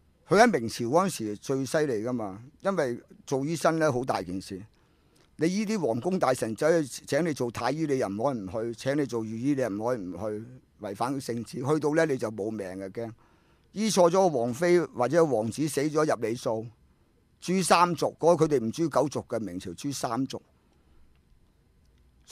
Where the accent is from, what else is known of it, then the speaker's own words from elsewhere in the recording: Hong Kong; 我都系香港人啦，五代香港人